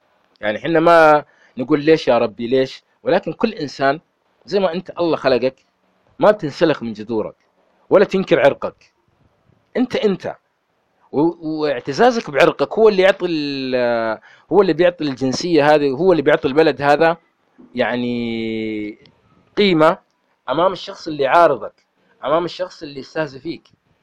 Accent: Riyadh, Riyadh Province, Saudi Arabia; يعني أنا ولدت في الرياض، درست في مدارس الرياض، أصحابي كلهم كانوا بيض، ولكن بعضهم كانوا يعيرون إني أنا أسود، يعيرون إني أنا شعري ملتف، يعيرون إني تكروني

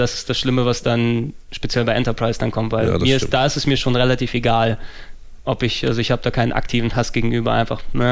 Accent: Greece; Weil für mich als Grieche ist das ein Wort, Delta.

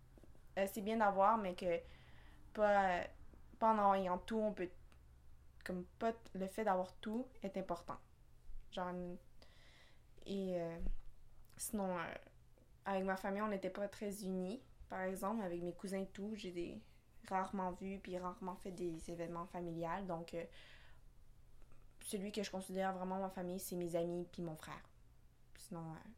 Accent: Montreal, Quebec, Canada; Je suis née ici à Montréal, plus précisément à La Salle. Je viens d'une famille chilienne, donc je suis capable de parler le français et l'espagnol. Je suis allée à l'école de mon quartier, c'est-à-dire que francophone

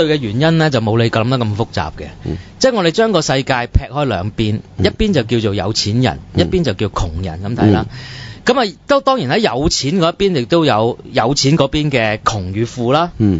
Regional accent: China; 我中國人唔知道自己窮㗎嘛

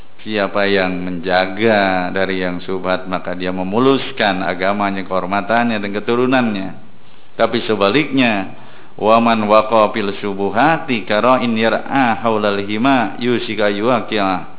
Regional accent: Jakarta, Indonesia; Masalah mengembala, zaman dulu saya orang Jakarta, yang namanya kita bahasa ngangon kerbau, kalau kita dekat sawah, bapak-bapak yang memang punya sawah pasti menjaga.

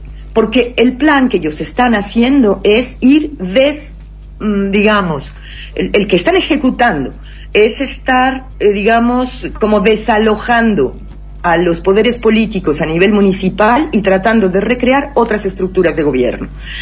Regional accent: Mexico; Porque por fin pudimos entender como sociedad mexicana, por fin vamos pudiendo nombrar lo que está pasando

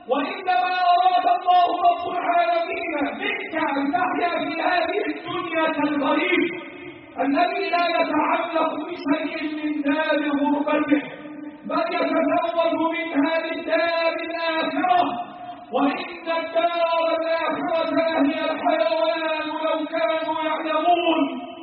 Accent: Egypt; اللهم احفظ بلدنا مصر من كل مكروه وسوء

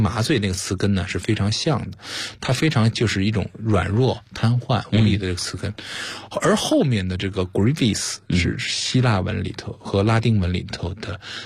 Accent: China; 我们中国人

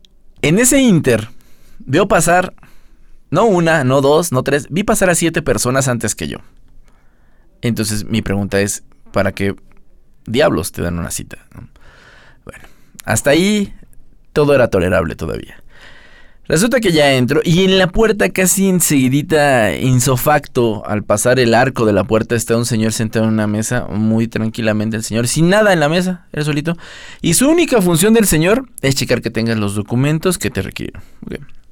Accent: Mexico; born there; Estoy comprobando que soy un mexicano, que nací en México y tengo mi acta de nacimiento.

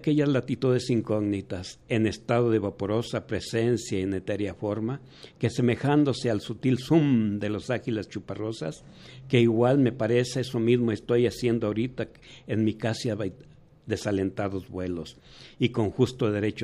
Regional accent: Mexico; Como mexicanos estamos muy diversos, ¿sí?

